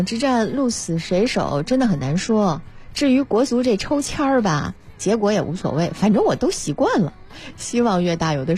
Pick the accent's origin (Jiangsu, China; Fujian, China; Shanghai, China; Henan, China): Shanghai, China; born there; 我是生在上海的。